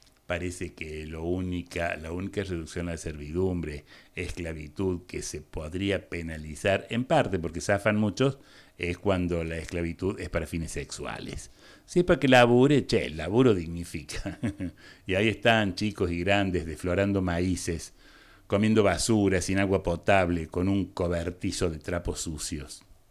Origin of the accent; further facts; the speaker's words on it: Argentina; soy argentino, ¿qué le voy a hacer?